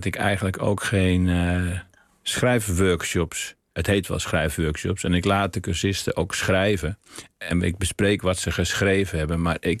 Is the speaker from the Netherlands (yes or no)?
yes; North Brabant, Netherlands; Terwijl de dijken waar ik in mijn jeugd aan woonde in Brabant, daar kun je de rivier niet zien.